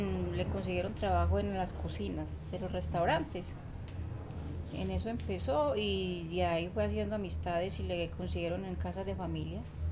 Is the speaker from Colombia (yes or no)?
yes; San Jerónimo, Antioquia, Colombia; now in Medellín, Colombia; Nosotros nos vinimos de San Jerónimo, estuvimos unos días en un que llamaban unos ranchos, nos dejaron hacer en junto al río, para el lado de lo que llamamos Barrio Triste.